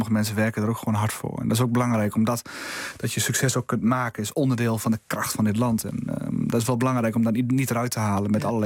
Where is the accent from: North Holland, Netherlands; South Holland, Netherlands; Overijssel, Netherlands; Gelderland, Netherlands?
Overijssel, Netherlands; Ik ben een jongen van het Twentse platteland.